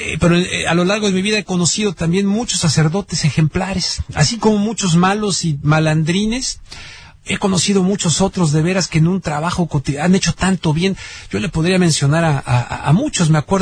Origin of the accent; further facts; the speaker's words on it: Mexico; hay medias pobres sobre la lectura en mi país, no muy bien colocado México